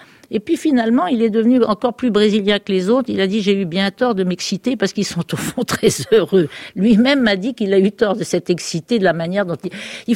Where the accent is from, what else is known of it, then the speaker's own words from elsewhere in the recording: Eu, Normandy, France; je me sens terriblement française. Je suis née à Eu, ma chère petite ville d'Eu. J'y ai vécu jusqu'à mon mariage. Depuis l'abrogation de la loi d'exil, je retourne souvent à Eu.